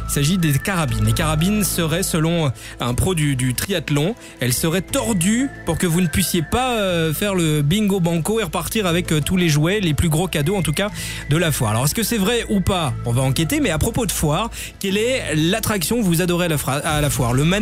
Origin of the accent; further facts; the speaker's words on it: Belgium; On verra ce qui est bizarre chez nous en Belgique, tout ça.